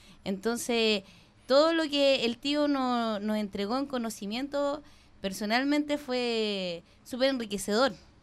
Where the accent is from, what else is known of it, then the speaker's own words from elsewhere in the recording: Santiago, Santiago Metropolitan Region, Chile; now in Valparaíso, Chile; yo soy de Santiago, llegué hace 3 años acá a Valparaíso, un poco más porque mi hermana ya vivía antes aquí, mi pareja también.